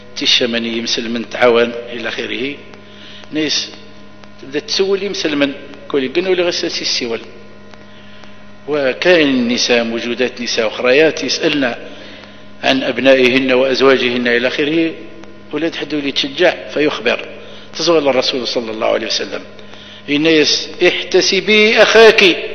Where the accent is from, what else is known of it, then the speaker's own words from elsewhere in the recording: Algeria; وهو بقايا السحر عندنا في الجزائر